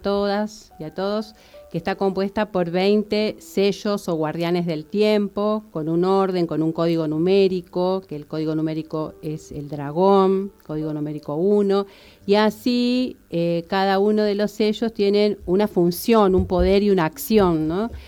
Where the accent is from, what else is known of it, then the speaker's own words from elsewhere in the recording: Buenos Aires, Argentina; moved away as an adult; Soy de Buenos Aires. Vine por primera vez en el 92 embarazada de Wanda Agustina. Y en el 99 volví a unas vacaciones y ya con ganas de quedarme.